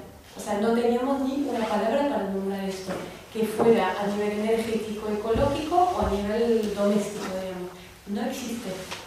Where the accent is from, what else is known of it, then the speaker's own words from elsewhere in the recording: France; Spanish is a second language; que yo soy francesa y en mi idioma no existe la palabra cuidados.